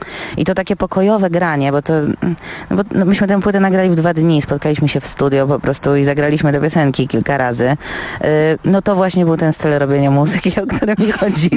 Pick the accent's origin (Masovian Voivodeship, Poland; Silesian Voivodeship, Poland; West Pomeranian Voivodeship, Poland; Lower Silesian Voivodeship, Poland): Masovian Voivodeship, Poland; Warsaw; zawsze granie w Warszawie, w związku z tym, że jestem rdzenną warszawianką